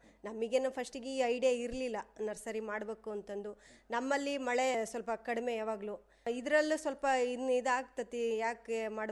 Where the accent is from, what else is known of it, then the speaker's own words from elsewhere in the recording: Guddahalli, Karnataka, India; ನಮ್ಮದು ಇದು ಗುಡ್ಡಳ್ಳಿನೇ ಸರ್, ಪಕ್ಕದ ಮನೆಯಲ್ಲೇ ಆಗಿರೋದು.